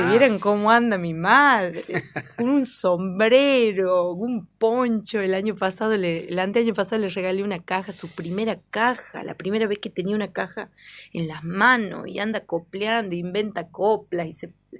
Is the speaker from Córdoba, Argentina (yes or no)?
no; Andalgalá, Catamarca, Argentina; porque vengo de Andalgalá también y nací en el marco de estas luchas